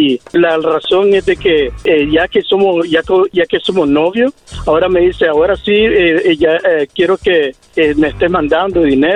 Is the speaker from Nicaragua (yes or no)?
yes; Nicaragua; Y también soy de Nicaragua.